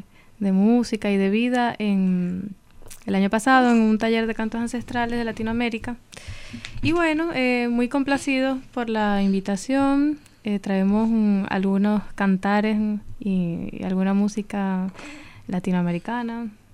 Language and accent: Spanish; Zulia, Venezuela; born there; en la región de la que yo soy, en la que yo nací, en el Zulia, al occidente.